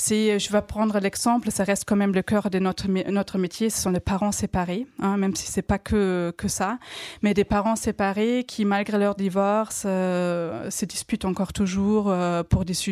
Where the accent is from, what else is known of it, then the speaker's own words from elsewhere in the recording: Germany; French is a second language; moved away; les petits accents que j'ai, j'ai appris le français à l'âge adulte, hein, je suis allemande.